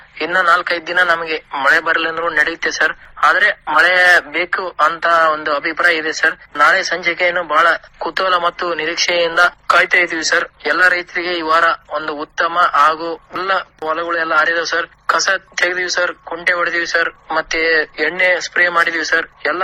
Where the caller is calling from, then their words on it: Mathamari, Karnataka, India; ಮಠಮಾರಿಯಿಂದ ಮಾತಾಡ್ತಾ ಇರೋದು ಸರ್.